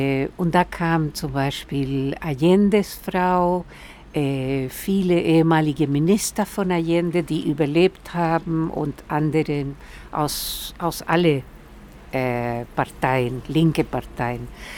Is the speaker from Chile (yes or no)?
yes; Chile; German is a second language; now in Münster, Germany; 1983 bin ich aus Chile nach Münster gekommen, weil ich eine Freundin hier hatte, die Pilar Benitez, die aus Chile war und 2 Jahre vor mir in Münster gelandet war.